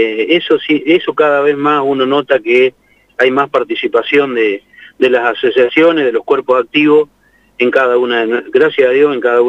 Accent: Riglos, Buenos Aires, Argentina; justo estaba llegando acá a Santa Rosa, yo soy de Riglo, como todos saben

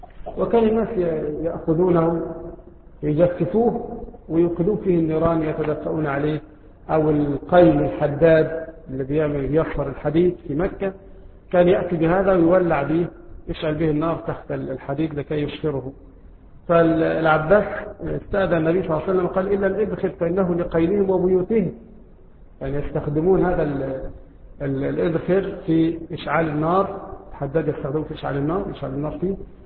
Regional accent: Egypt; مثل رائحة النعناع عندنا في مصر، وهو يشبه الرعراع عندنا في مصر

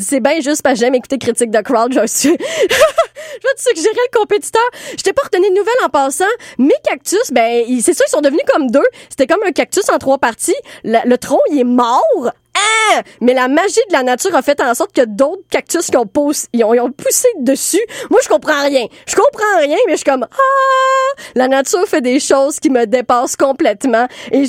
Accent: Montreal, Quebec, Canada; Oui, je suis très montréalaise là-dessus, là. J'ai pas de voiture, transport en commun.

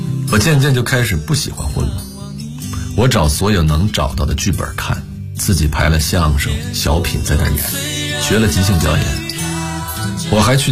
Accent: Anshan, Liaoning, China; accent: Anshan dialect; also born or lived in Shenyang; 鞍山跟沈阳相距也就180公里，按现在来说这也能叫流浪，但我那时就是觉得我愿意这么想。在沈阳，我的鞍山话口音显得非常重

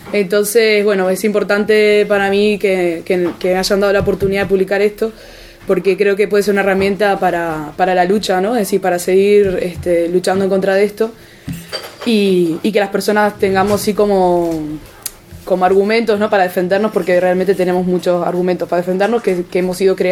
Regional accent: Uruguay; now in Tenerife, Spain; el 15M de Tenerife, donde yo vivo. Bueno, habrán notado que tengo un acento raro, soy de Uruguay, vivo en Tenerife, tengo una mezcla importante de acentos.

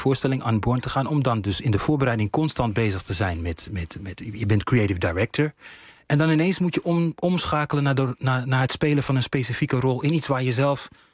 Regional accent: Uganda; Dutch is a second language; omdat ik kom uit Oeganda, Oost-Afrika.

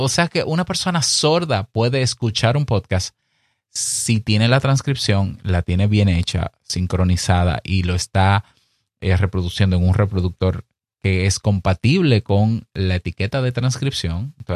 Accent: Dominican Republic; Es muy común en mi país, que digo en mi país porque yo tengo un directorio de podcast dominicano

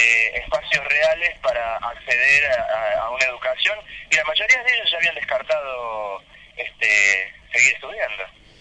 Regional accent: Córdoba, Argentina; Yo de la ciudad de Córdoba.

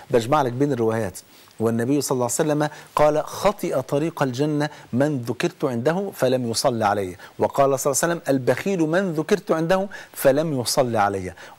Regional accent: Egypt; يعني احنا كمصريين، مصر مقسومة نصين

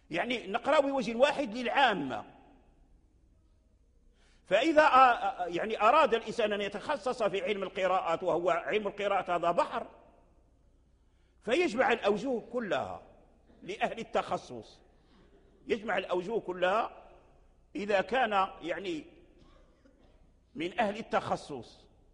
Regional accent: Morocco; لكن الذي جرى به العمل عندنا في المغرب

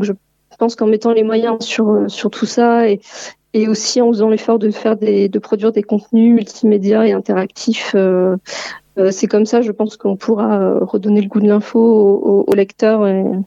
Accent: Limoges, Nouvelle-Aquitaine, France; Alors moi je suis originaire de Limoges.

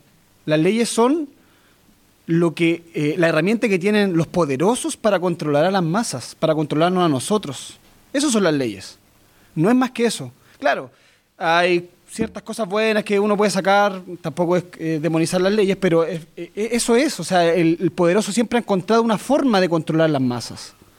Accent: Chile; yo también soy parte del Los Rofue, nacido y criado en el Los Rofue

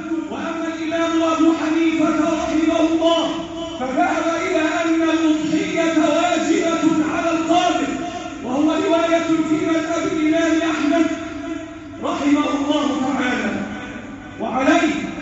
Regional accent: Egypt; احفظ بلدنا مصر

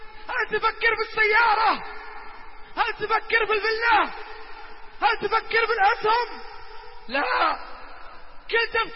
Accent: Riyadh, Riyadh Province, Saudi Arabia; الدائري عندنا بالرياض

